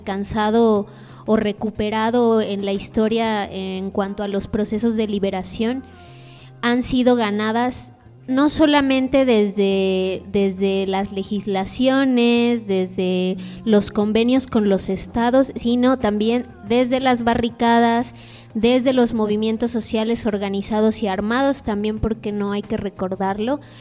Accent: Mexico; ¿a qué tenemos acceso realmente como mexicanos o como miembros de un país?

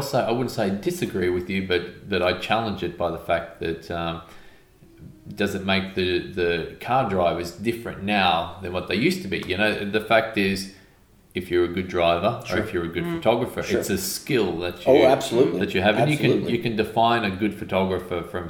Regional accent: Australia; I'm Australian.

